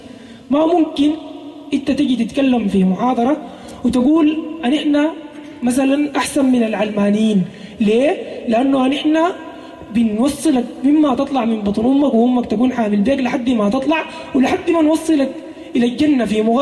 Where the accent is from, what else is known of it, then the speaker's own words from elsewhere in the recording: Sudan; كون أنا مواطن سوداني موجود داخل الدولة السودانية وأحمل الجنسية